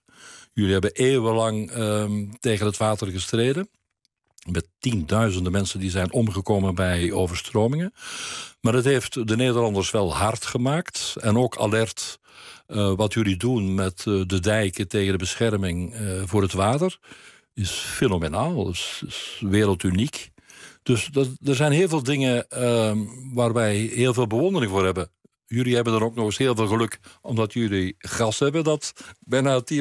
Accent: Weelde, Flanders, Belgium; also born or lived in Turnhout; Ik ben in Turnhout geboren, maar in Weelde opgegroeid.

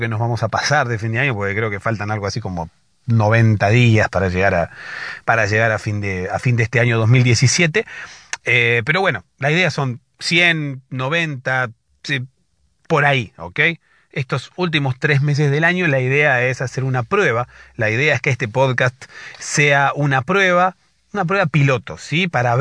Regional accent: Argentina; soy de Argentina.

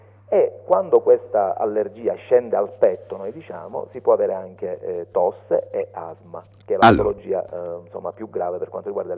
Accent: Palermo, Sicily, Italy; Sì, sì, sono nato a Palermo

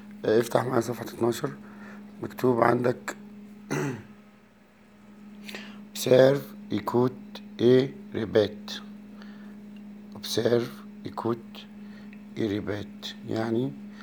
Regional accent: Egypt; موف احنا بنقول عندنا في مصر

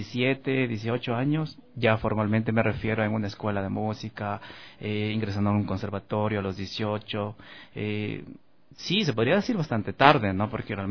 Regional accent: Quito, Pichincha, Ecuador; also born or lived in Machala; Nosotros somos de Machala. Yo nací en Machala, pero fui criado aquí en Quito, realmente, ¿no?

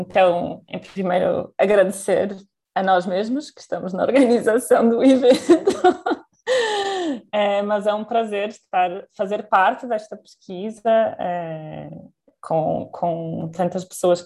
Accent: Portugal; moved away as an adult; now in São Paulo, Brazil; eu sou portuguesa, para quem não me conhece, e a minha formação base foi em Portugal

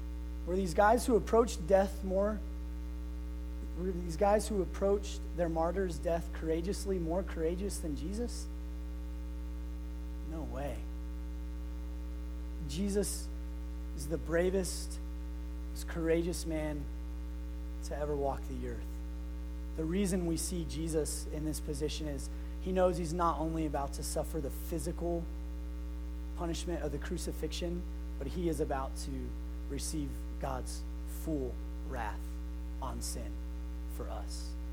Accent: Farmington, United States; Growing up in Farmington, there was this hill that we loved to skate on because it had this big turn that was fun to make.

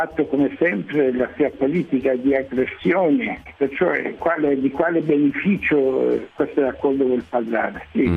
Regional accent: Iran; Italian is a second language; now in Italy; dopo 55 anni che vivo in Italia, nonostante che amo questo mio paese eccetera, ma non riesco a capire, se parlano da mattina fino a sera diritti umani, solidarietà, ma dove, quando, come? Il popolo iraniano non vede nessuna solidarietà dell'Occidente.

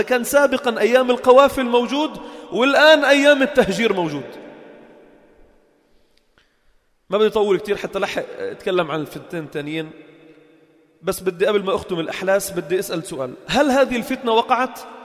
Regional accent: Lebanon; born there; هاي أنا خلقنا من فلسطين، خلقنا بلبنان وأبي خلق بلبنان وجدي إجا على لبنان عمره 5 سنين

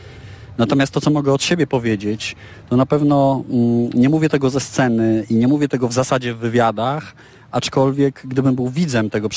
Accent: Warsaw, Masovian Voivodeship, Poland; Mokotów. Jestem z Mokotowa, urodziłem się tam, całe życie tam mieszkam. Moja Warszawa to jest w moim przypadku bardzo pojemne hasło, pierwsze skojarzenie to Mokotów, zdecydowanie.

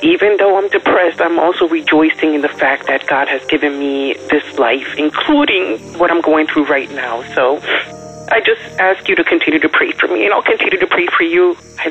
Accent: New Jersey, United States; For those who don't know me, I'm from New Jersey

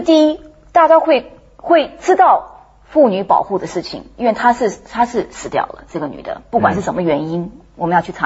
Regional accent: United States; born there; first language English; Chinese is a second language; 就是我在美国出生的中国人，所以我英文是我母语啊

